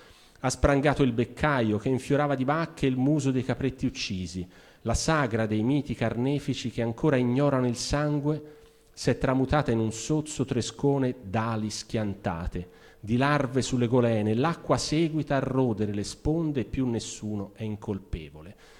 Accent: Florence, Tuscany, Italy; ora noi siamo fiorentini o comunque viviamo a Firenze e vediamo quello che è la nostra città

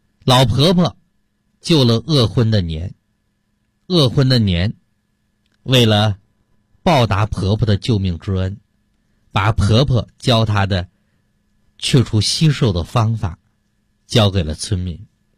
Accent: Heilongjiang, China; 小的时候我出生在东北的黑龙江非常偏僻的一个山村，

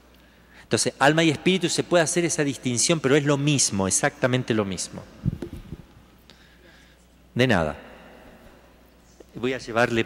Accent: Argentina; pero soy argentino.

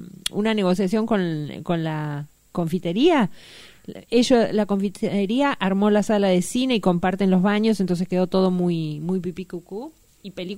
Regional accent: Buenos Aires, Argentina; Yo soy de Recoleta. Yo sé, me crié en Villa Devoto, ¿viste? Y llegué a Recoleta.

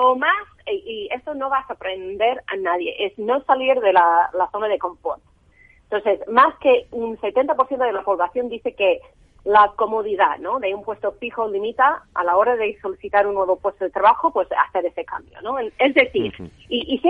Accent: United States; Spanish is a second language; Porque yo, obviamente, soy americana y tenemos otro modelo ahí

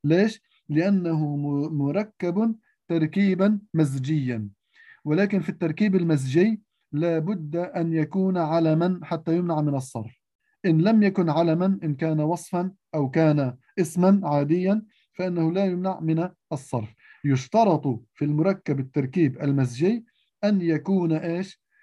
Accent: Lebanon; هي اسم لمنطقة عندنا في لبنان

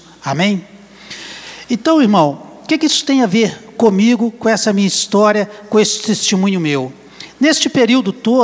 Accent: Ouro Preto, Minas Gerais, Brazil; Eu sou de Ouro Preto, nascido em Ouro Preto, natural de lá. Fui criado com todo o rigor da Igreja Católica.

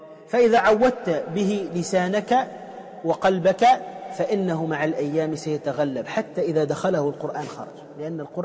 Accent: Tunisia; يسمى عندنا في تونس الشيش بيس

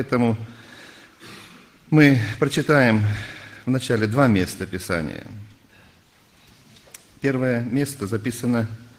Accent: Belorechensk, Krasnodar Krai, Russia; я тоже из Белореченска … пресвитер церкви.

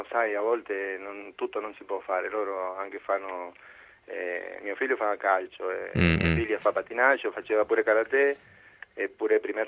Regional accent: Argentina; now in Italy; Uno dove è nato penso che non lo dimenticherà mai più, anche se ti ha fatto male. Io non ho il desiderio di tornare per la mia terra.

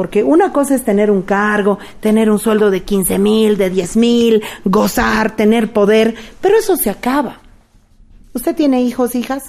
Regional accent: Bolivia; Yo diría... como ciudadana boliviana, que la aduana es el aparato de destrucción de la producción boliviana.

